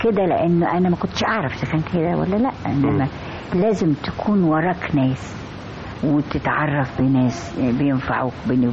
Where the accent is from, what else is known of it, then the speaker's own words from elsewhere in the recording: Egypt; وانا مصري بالذات طيب القلب قوي مجامل قوي كريم قوي